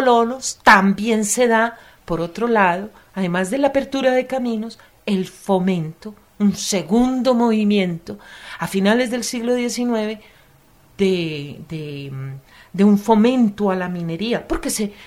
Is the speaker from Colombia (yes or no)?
yes; Antioquia, Colombia; porque yo soy antioqueña